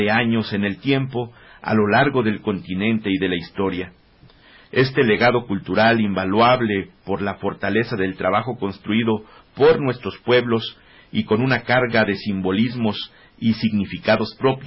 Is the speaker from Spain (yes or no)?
no; Mexico; podemos seguir hacia adelante como mexicanos